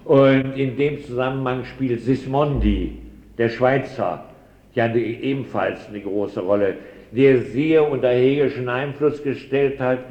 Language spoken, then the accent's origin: German; Prussia, Germany; Ich bin nun also in Preußen aufgewachsen